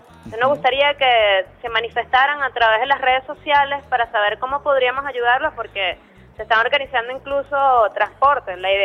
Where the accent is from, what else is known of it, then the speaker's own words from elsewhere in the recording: Maracay, Aragua, Venezuela; Yo soy de Maracay, del Limón.